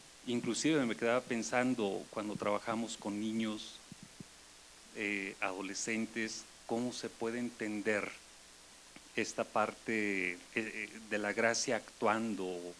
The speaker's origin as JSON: {"language": "Spanish", "town": "León", "region": "Guanajuato", "country": "Mexico", "said": "vengo de la diócesis de León, Guanajuato"}